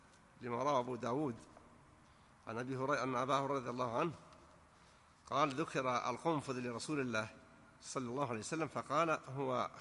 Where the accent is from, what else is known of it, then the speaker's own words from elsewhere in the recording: Najd, Saudi Arabia; لكنه معروف أنه ما يشتهر عندنا في نجد بالخصوص